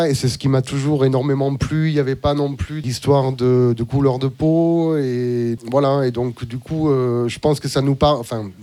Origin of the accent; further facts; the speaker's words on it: Auvergne-Rhône-Alpes, France; j'ai grandi en Ardèche. Dans le sud de l'Ardèche, dans les années 80